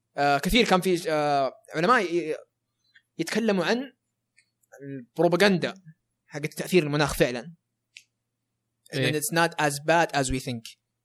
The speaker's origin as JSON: {"language": "Arabic", "country": "Saudi Arabia", "said": "يعني عندنا في السعودية ترى غير مختلفة"}